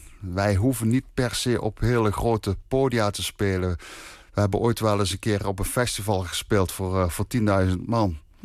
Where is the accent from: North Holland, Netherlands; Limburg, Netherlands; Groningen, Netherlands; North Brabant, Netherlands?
Limburg, Netherlands; want wij komen uit Limburg.